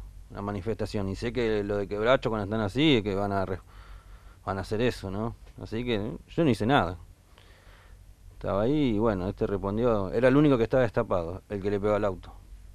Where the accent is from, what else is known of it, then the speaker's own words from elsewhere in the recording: Tigre, Buenos Aires Province, Argentina; De Tigre.